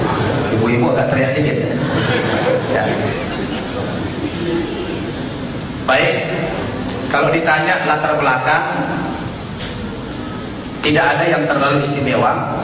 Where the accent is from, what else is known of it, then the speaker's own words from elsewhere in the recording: Toba, North Sumatra, Indonesia; Saya kampung aslinya dari Toba.